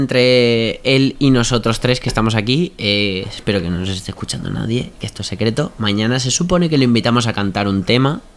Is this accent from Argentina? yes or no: no; Uruguay; yo soy de Uruguay, latinoamericano